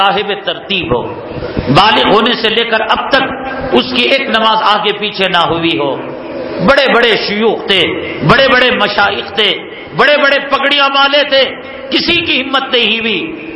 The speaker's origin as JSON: {"language": "Urdu", "region": "Karnataka", "country": "India", "said": "میں اسی سرزمین سے تعلق رکھتا ہوں, سرزمین ٹیپو سے, ہمارے علاقے میں پروگرام کے لیے آئے"}